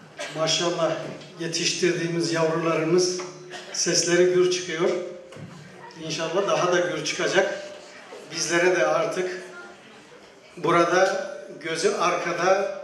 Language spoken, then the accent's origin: Turkish; Yozgat, Turkey; Şayet sıkılmazsanız, biraz Yozgatlıyım, böyle sakin durduğuma bakmayın.